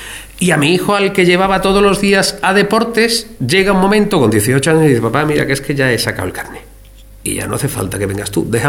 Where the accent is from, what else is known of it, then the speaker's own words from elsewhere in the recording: Archidona, Andalusia, Spain; Mire usted, yo soy de Archidona, aquí tienen ustedes un juzgado.